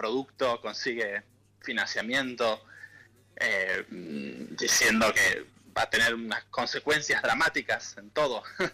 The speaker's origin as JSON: {"language": "Spanish", "town": "Tandil", "region": "Buenos Aires Province", "country": "Argentina", "tie": "born or raised there", "also_born_or_lived": "France", "moved": "as an adult", "lives_now": "London, United Kingdom", "said": "Sí, soy nativo de Tandil. Y hace estuve hasta los 22 años."}